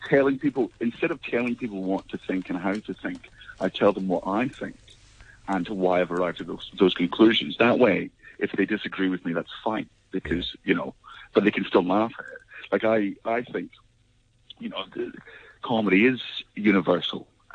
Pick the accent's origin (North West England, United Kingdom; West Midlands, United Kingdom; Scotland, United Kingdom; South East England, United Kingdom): Scotland, United Kingdom; I'm Scottish and I have a very Scottish vocabulary